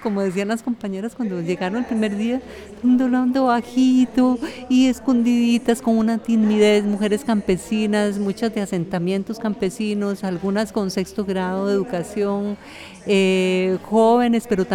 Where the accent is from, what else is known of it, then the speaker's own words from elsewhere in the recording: Costa Rica; nosotras, que venimos de Guanacaste y de San José, hacer un programa aquí.